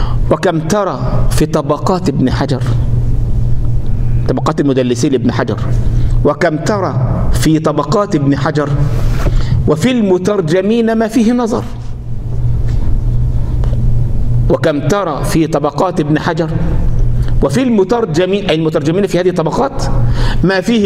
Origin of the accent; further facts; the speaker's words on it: Egypt; أنا النهاردة رجل من أهل مصر، عندي احاديث اهل مصر عندي في كتب